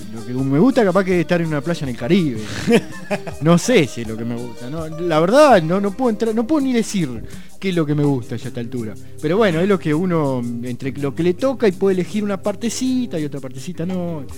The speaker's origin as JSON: {"language": "Spanish", "town": "Tres Arroyos", "region": "Buenos Aires Province", "country": "Argentina", "said": "Yo soy de Tres Arroyos."}